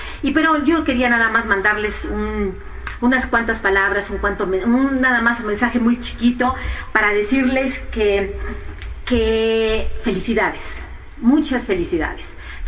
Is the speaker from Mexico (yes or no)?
no; Spain; born there; yo nací en España